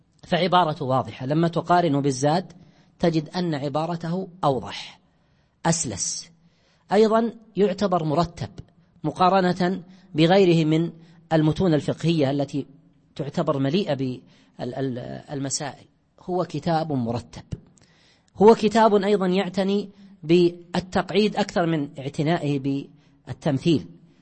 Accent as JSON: {"language": "Arabic", "region": "Najd", "country": "Saudi Arabia", "said": "واشتهار الزاد عندنا في نجد أكثر من اشتهار الدليل،"}